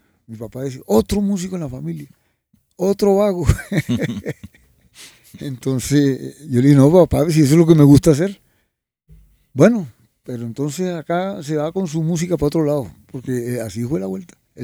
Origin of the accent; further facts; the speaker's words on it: Ciénaga, Magdalena, Colombia; born there; nací en Ciénaga Magdalena, de familia de entre barranquilleros y paisas y santandereanos, una mezcla.